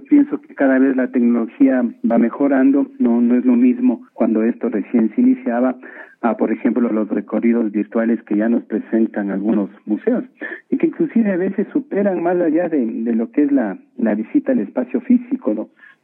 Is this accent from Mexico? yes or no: no; Quito, Pichincha, Ecuador; No se diga nosotros como ciudadanos ecuatorianos o quiteños, ¿no es cierto?